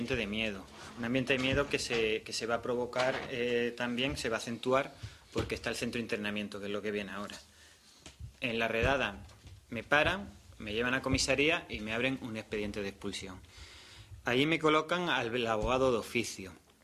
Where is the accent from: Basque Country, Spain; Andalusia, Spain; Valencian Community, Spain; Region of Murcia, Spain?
Andalusia, Spain; Málaga; La realidad de Madrid, yo además vengo de Málaga, y noté que era diferente